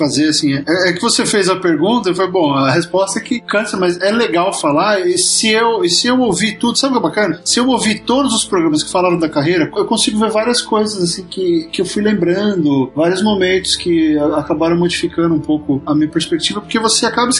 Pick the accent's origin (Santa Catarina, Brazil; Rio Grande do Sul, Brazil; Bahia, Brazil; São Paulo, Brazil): São Paulo, Brazil; now in Los Angeles, United States; Nasci na grande Moca, descendente de italianos e espanhóis. Então eu morei um tempão lá, ainda tenho família lá.